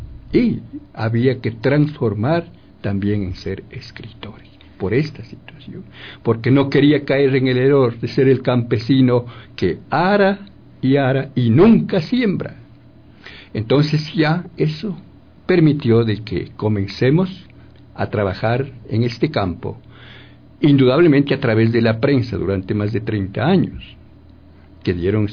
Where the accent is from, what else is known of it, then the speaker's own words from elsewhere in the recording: Ambato, Tungurahua, Ecuador; En realidad, pues, yo soy de Ambato y soy el escritor de este trabajo ecológico prácticamente.